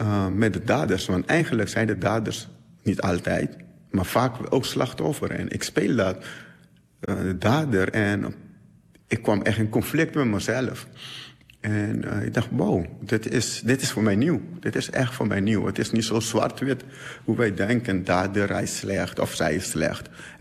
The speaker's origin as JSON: {"language": "Dutch", "country": "Curaçao", "tie": "born there", "said": "Geboren op Curaçao."}